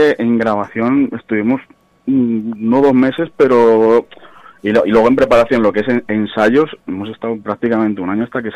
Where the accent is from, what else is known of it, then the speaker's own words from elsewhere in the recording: Palencia, Castile and León, Spain; yo soy de Palencia